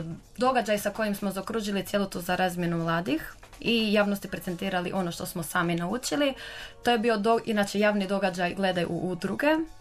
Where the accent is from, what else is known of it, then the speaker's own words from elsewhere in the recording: Croatia; dolazimo iz Hrvatske, a svi žele posjetiti Hrvatsku